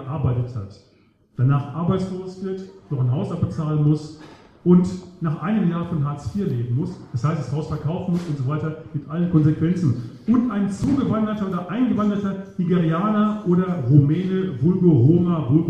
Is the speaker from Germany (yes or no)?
yes; Chemnitz, Saxony, Germany; in Chemnitz war das, also wo ich herkomme aus Sachsen im Augenblick.